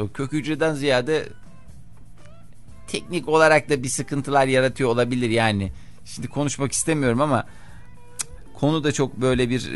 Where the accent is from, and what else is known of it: İzmir, Turkey; also born or lived in Ankara